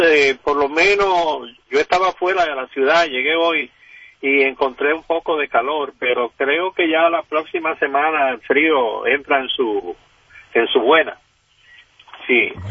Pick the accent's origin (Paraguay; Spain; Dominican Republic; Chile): Dominican Republic; now in United States; yo soy de origen dominicano y me da pena la situación en que está envuelto mi país. Digo, llevo muchos años por acá, por los Estados Unidos